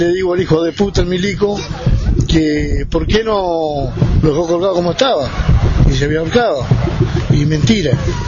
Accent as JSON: {"language": "Spanish", "town": "Epuyén", "region": "Chubut", "country": "Argentina", "said": "nosotros somos de Epuyén"}